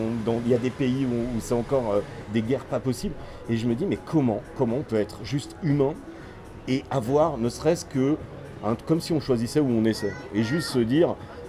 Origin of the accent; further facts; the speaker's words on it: Corsica, France; Moi, tu vois, je suis corse d'origine et j'ai vécu là-bas 20 ans.